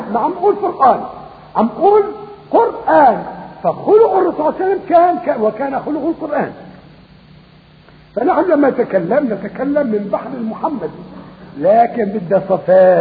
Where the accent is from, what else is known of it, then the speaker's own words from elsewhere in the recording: Syria; مثلا بلادنا بلاد الشام، بلاد سوريا سبعة